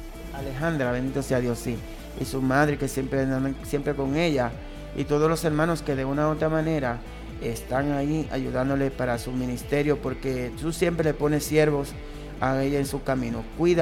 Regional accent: Dominican Republic; soy dominicano y lamentablemente hablo muy rápido.

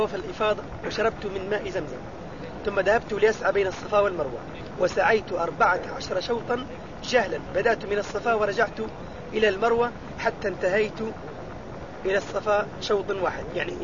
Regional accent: Egypt; أنا من مصر وأريد عمرة عن أبي

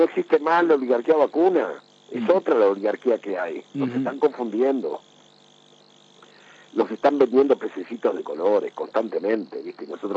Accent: Argentina; Como argentinos tendríamos que reflexionar en las opciones por las que hemos atravesado, ¿no?

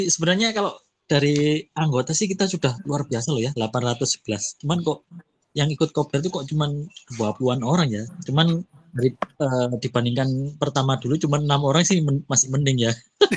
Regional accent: Blitar, East Java, Indonesia; Saya dari Blitar, Jawa Timur.

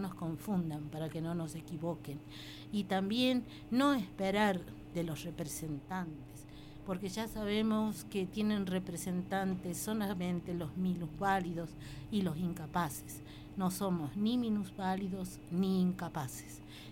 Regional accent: Jujuy, Argentina; en la Puna, de donde yo soy, de la cuenca de los Pozuelos, se han preocupado mucho en dejarnos totalmente aislados, marginados

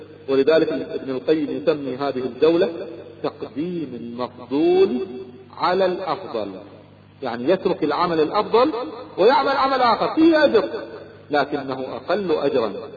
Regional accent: Kuwait; أذكر أحد التجار عندنا في الكويت كان يبيع الغترة

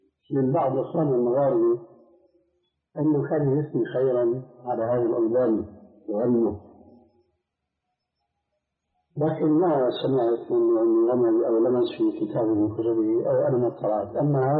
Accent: Syria; عندنا في الشام

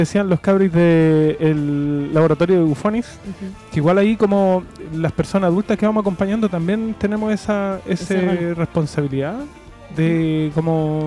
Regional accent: Pudahuel, Santiago Metropolitan Region, Chile; Que yo me acuerdo que cuando chico ahí en Pudahuel Sur, Cerrillo, Maipú

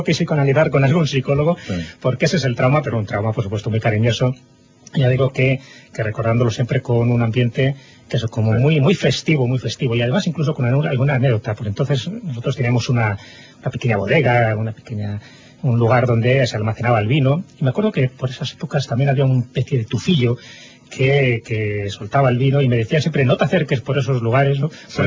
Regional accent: Castile and León, Spain; se cultiva mucho por las zonas de mi pueblo, que es una zona muy castellana, a pesar de que forma parte de León.

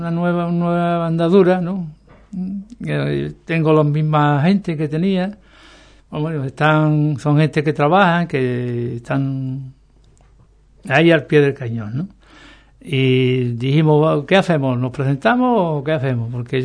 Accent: Ubrique, Andalusia, Spain; yo mi pueblo antes que nada, antes que nada, yo lo que quiero es promoción para mi pueblo

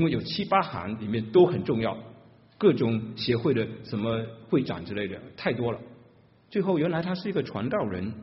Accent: China; 神怜悯像我这样中国大陆背景的，在敬拜上受过扭曲的一代人

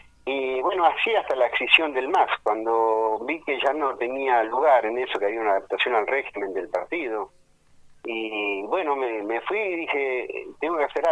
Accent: Almirante Brown, Buenos Aires Province, Argentina; Yo nací en Capital, desgraciadamente digo a veces. Pero me crié, viste, nací acá en Almirante Brown, digamos, prácticamente en Calzada, estuve en Mármol, y hace 60 años que vivo acá en Claypole.

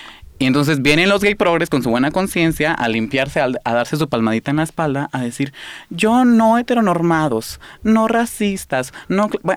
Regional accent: Guatemala; como decimos en Guatemala, yo soy de Guatemala.

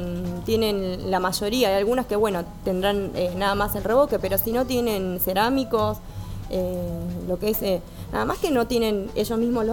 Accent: Carlos Casares, Buenos Aires Province, Argentina; justo en mi pueblo, en Carlos Casares

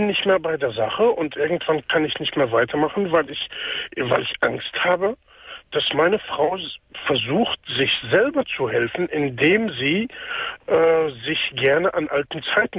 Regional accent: Palestine; now in Germany; Das ist Palästina.

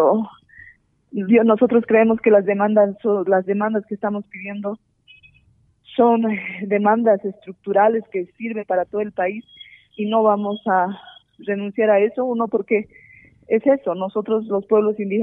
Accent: Bolivia; somos los bolivianos verdaderamente

